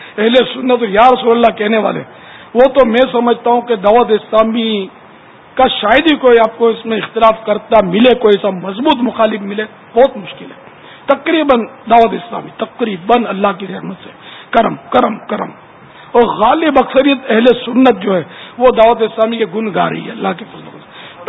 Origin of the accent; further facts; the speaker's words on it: Sindh, Pakistan; born there; میرا پیر پنجابی تو میں پنجابی, میرے اعلی حضرت پٹھان تو میں پٹھان, میں سندھ میں پیدا ہوا تو سندھی, عربی آقا کا غلام ہوں تو عربی.